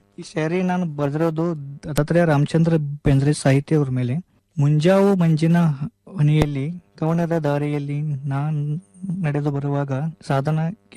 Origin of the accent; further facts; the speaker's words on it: Todavada, Karnataka, India; now in Dharwad, India; ನಾನು ಬೆಳಗಾವಿ ಜಿಲ್ಲೆಯ ಅಥಣಿ ತಾಲೂಕಿನ ತೊಡವಾಡ ಎಂಬ ಪುಟ್ಟ ಗ್ರಾಮದವನು. ನಾನು ಧಾರವಾಡದಲ್ಲಿ 3ನೇ ವರ್ಷ ಸಂಗೀತ ವಿದ್ಯಾಭ್ಯಾಸ ಮಾಡುತ್ತಿದ್ದೇನೆ.